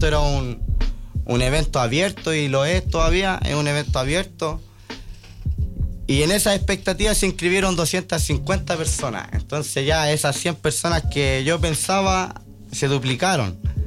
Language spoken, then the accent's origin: Spanish; Santiago Metropolitan Region, Chile; Me considero de la casa, de aquí de Los Espejos. Somos de la Caro, somos población.